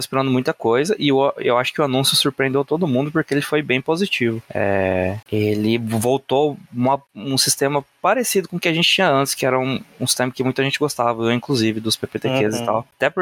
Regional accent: Paraná, Brazil; eu sou aqui do Paraná, interior do Paraná. Hoje eu moro em Maringá, aqui, grande centro dos jogadores de Magic do Brasil.

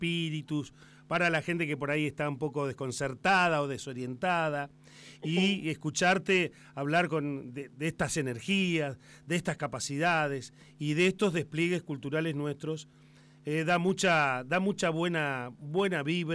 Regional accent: Argentina; yo la verdad es que me siento muy argentino charlando contigo

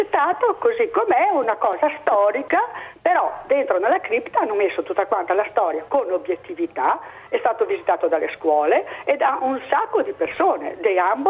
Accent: Bolzano, Trentino-Alto Adige, Italy; Io sono di Bolzano.

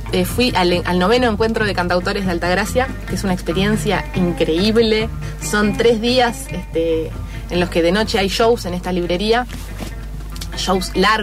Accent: Uruguay; yo soy uruguaya, no sé.

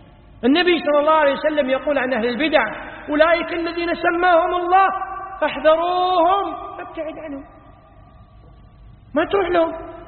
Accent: Kuwait; عندنا في الكويت مستشفى اسمه مستشفى الأمراض السارية

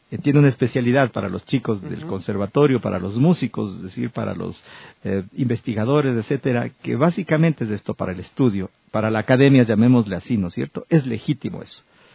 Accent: Ecuador; me ha definido a mí como ecuatoriano

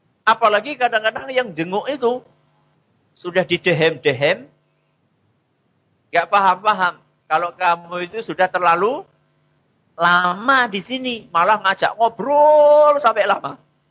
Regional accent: Java, Indonesia; Apalagi kita kan orang Jawa, ya, ada pakai wuhnya.

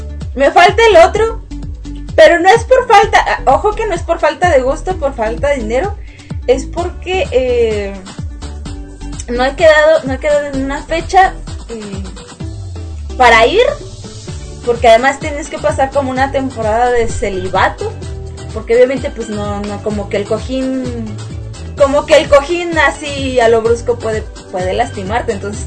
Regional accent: Mexico City, Mexico; Porque además yo soy de la Ciudad de México y de repente me salen acentos de otros lados

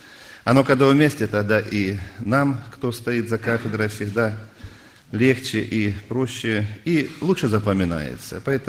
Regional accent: Belorechensk, Krasnodar Krai, Russia; я тоже из Белореченска … пресвитер церкви.

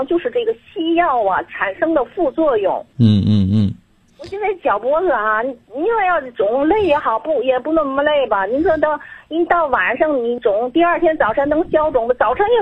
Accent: Tianjin, China; 我还没介绍我自己，我是天津的。

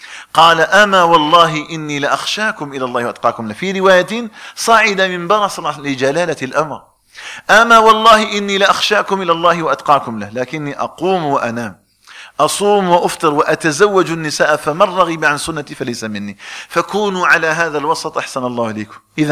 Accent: Algeria; نسأل الله تبارك وتعالى أن يجعل بلدنا الجزائر آمنا مطمئنا وسائر بلاد المسلمين.

